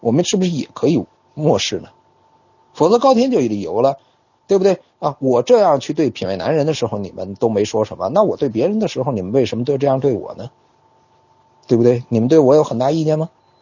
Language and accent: Chinese; China; 背井离乡其实对我们中国人是很难的一件事情啊。